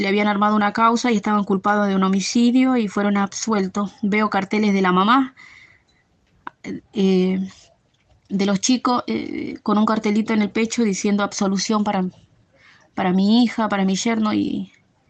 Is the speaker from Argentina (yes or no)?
yes; Monte Chingolo, Buenos Aires Province, Argentina; Yo soy de Monte Chingolo.